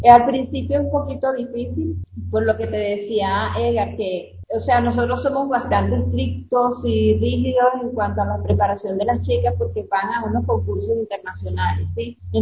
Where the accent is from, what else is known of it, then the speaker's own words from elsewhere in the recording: Ecuador; porque yo soy parte del Ecuador